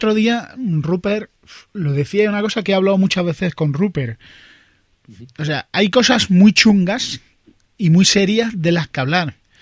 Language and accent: Spanish; Andalusia, Spain; ¿Qué soy andaluz, no puedo.